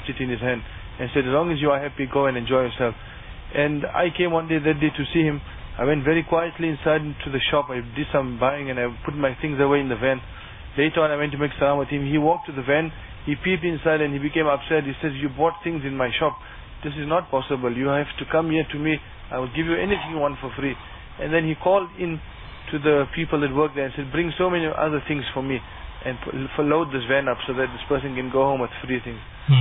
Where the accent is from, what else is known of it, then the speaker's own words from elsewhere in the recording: Bethal, Mpumalanga, South Africa; I'm from Bethal.